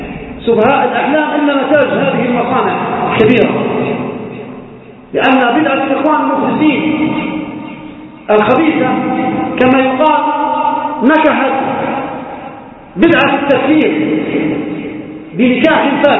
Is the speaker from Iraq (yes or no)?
no; Libya; في بلدنا ليبيا والإسقاط طرابلس كما حصل أيام طويلة